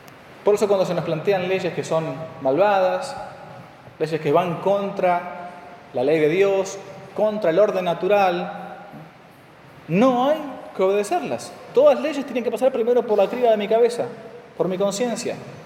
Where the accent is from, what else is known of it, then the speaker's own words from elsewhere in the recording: Argentina; Bueno, por lo general nadie se confiesa de eso porque Argentina, somos argentinos.